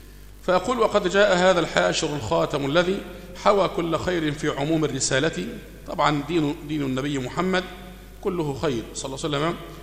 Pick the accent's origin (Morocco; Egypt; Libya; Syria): Egypt; اللي احنا بنسميها عندنا في مصر هنا أمن الدولة